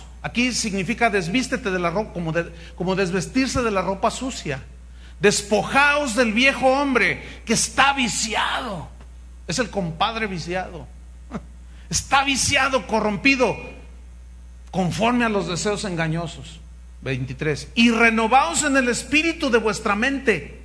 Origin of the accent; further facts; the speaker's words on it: Veracruz, Mexico; Es que soy de Veracruz, hermano.